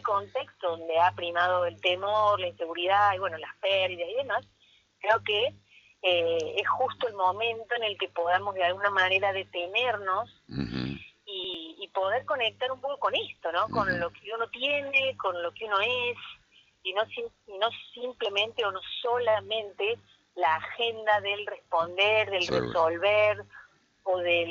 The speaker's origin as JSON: {"language": "Spanish", "region": "Córdoba", "country": "Argentina", "said": "Hemos sido compañeras de la facultad, somos cordobesas"}